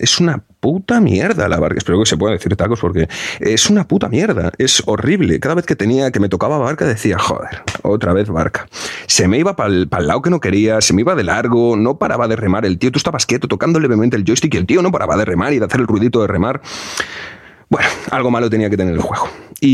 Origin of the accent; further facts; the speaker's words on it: Galicia, Spain; Rafael Azcárraga es de Coruña, es de Galicia, es de mi tierra.